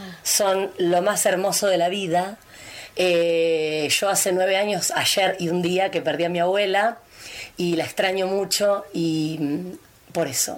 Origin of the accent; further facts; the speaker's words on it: Buenos Aires, Argentina; born there; moved away as an adult; now in Bariloche, Argentina; Nací en Buenos Aires.